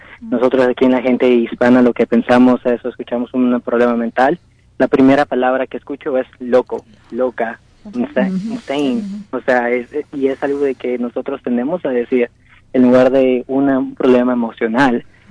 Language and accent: Spanish; Mexico; porque pues yo soy de México